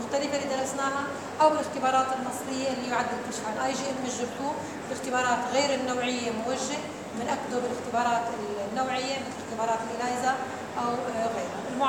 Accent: Syria; موجودة عندنا في سوريا خاصة بالمنطقة الوسطى

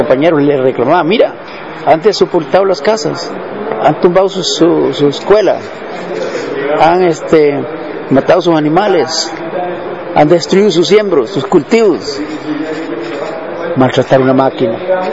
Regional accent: Costa Rica; Y yo le digo, no, soy de Costa Rica, ¿no?

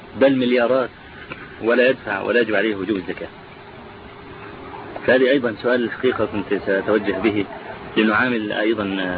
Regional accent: Egypt; نعم، موجود عندنا في مصر

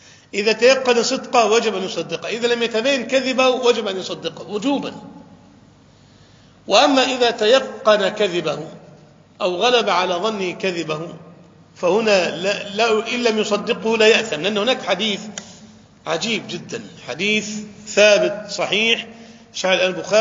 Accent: Egypt; أنا أذكر واقعة حدثت وأنا كنت شاهد فيها في عندنا في مصر، يعني تقريبا منذ 20 عام

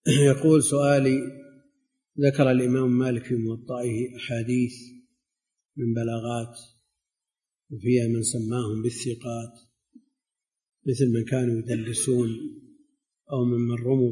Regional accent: Najd, Saudi Arabia; مثل ما كان عندنا في نجد، إذا نزل المطر مجرد ما تخرج من الباب تسقط على الأرض

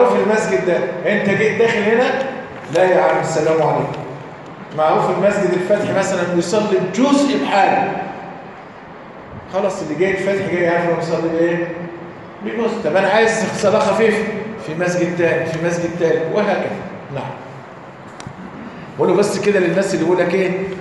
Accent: Egypt; واحنا عندنا كمصريين يبدا يتنحنح يدبدب في الارض

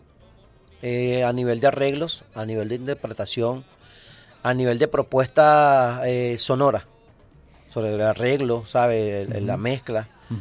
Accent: Venezuela; así como somos los venezolanos

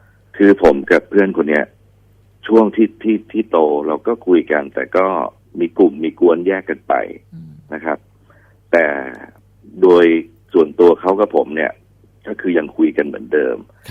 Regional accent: Bangkok, Thailand; พี่เป็นคนกรุงเทพนะคนฝั่งทนอยู่เจริญนคร

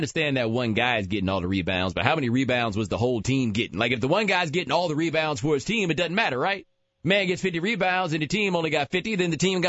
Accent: Houston, Texas, United States; I grew up in Houston, where we have a very high Latino population, primarily Mexican, right?

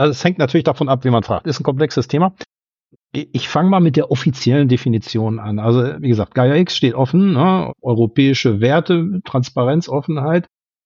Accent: Germany; now in Luxembourg; ich komme aus Luxemburg. Der fehlende Luxemburger Akzent, das liegt höchstwahrscheinlich daran, dass ich erst seit 20 Jahren hier bin und eigentlich auch aus Deutschland komme.

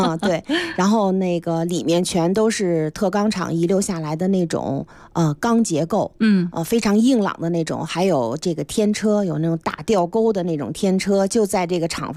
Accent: Mentougou, Beijing, China; 我呢是出生和长大在门头沟，所以我们对京西呢就是有一种感情，特殊的感情。

